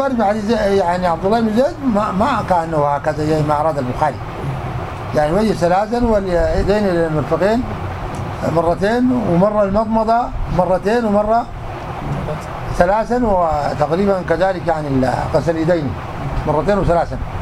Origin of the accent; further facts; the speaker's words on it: Morocco; عندنا في المغرب كده